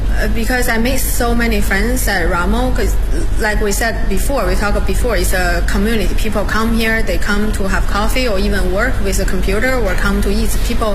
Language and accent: English; Beijing, China; English is a second language; I live in Hutong like for 10 years and I'm from Beijing.